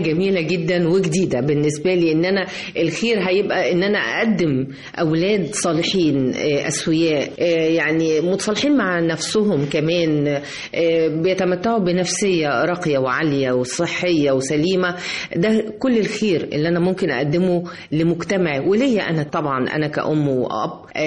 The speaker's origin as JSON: {"language": "Arabic", "country": "Egypt", "said": "اللي هي موجودة فينا أصلا كمصريين"}